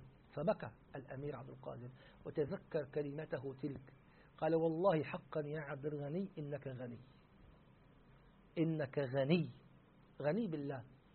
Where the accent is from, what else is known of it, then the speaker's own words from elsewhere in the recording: Syria; مرة عندنا في الشام فعلوا حفلة احتفال جمعوا فيه قراء دمشق